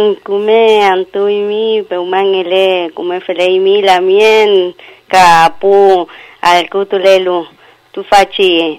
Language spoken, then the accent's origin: Spanish; Argentina; y eso no me va a hacer ni menos argentina ni menos mapuche